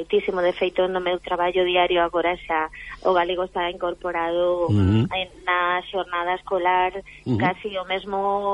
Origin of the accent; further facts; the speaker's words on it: Pontevedra, Galicia, Spain; first language Spanish; Galician is a second language; Eu, o galego, por desgraza, ainda que somos galegos, ás veces, eu empecé a estudiar lingua galega en sexto de primaria